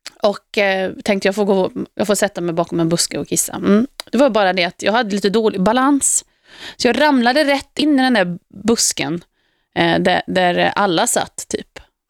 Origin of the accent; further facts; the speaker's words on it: Uddevalla, Västra Götaland County, Sweden; born there; eftersom jag är född i Uddevalla, 8 mil norr om Göteborg, så är det givetvis där man firar Valborg.